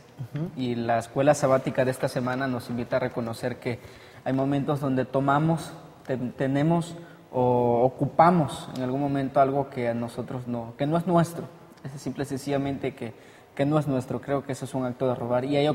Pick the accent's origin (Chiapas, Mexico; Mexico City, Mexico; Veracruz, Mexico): Veracruz, Mexico; estudio teología, tercer año y soy del sur de Veracruz